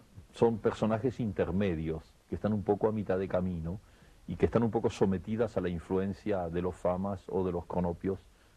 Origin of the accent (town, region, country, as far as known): Argentina